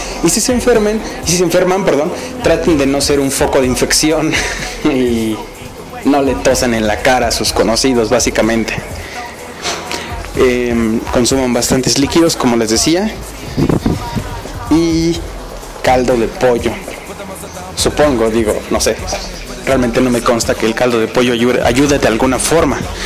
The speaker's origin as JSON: {"language": "Spanish", "country": "Mexico", "said": "nosotros como mexicanos, o la mayoría, se nos inculcó el catolicismo por la zona geográfica en la que vivimos."}